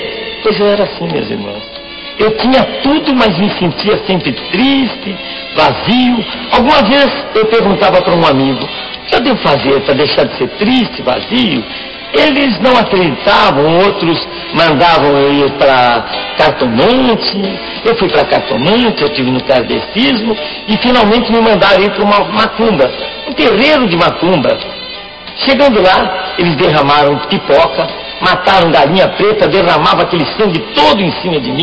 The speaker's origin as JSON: {"language": "Portuguese", "town": "Niterói", "region": "Rio de Janeiro", "country": "Brazil", "tie": "born there", "said": "Cara de baiano, nome de alemão e nasci em Niterói."}